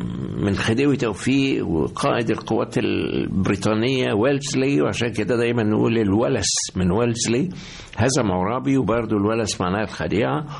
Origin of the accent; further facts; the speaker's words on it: Egypt; موجودة فينا جميعا كمصريين، فإذا نحن أحفاد هؤلاء العظماء.